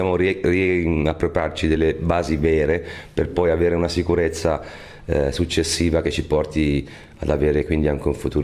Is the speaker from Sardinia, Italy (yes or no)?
no; Tuscany, Italy; Noi siamo toscani, ci piace molto, insomma, mettere il dito nella piaga